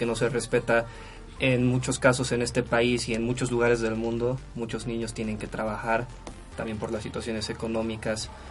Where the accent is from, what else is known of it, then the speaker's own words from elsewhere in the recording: Bolivia; now in Mexico; yo, por ejemplo, que no soy de México, yo soy boliviano.